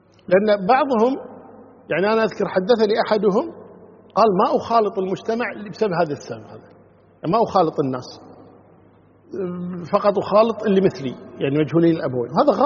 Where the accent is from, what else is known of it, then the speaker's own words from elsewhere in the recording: Kuwait; حنا عندنا في الكويت هنا يعني شغلة زينة شينة